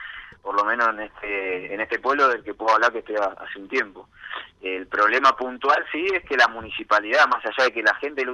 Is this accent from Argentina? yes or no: yes; Buenos Aires, Argentina; Yo en verdad vengo de Buenos Aires